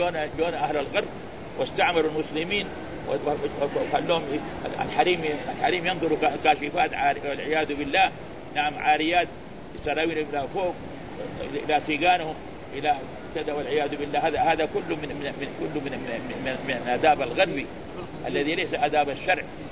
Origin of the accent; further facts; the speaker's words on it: Morocco; لا بس هنا عندنا في المغرب.